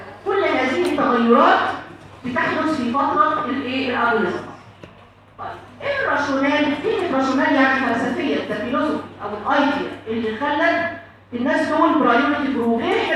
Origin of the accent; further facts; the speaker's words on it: Egypt; يعني عشان انا مثلا مصريه هتلاقي الكلمه دي عادي